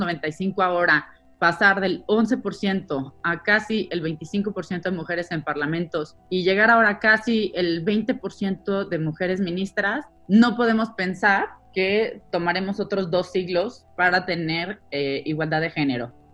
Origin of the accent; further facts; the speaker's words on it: Mexico; O, por ejemplo, en mi país, en México, 1 de cada 4 hogares depende completamente del ingreso de una mujer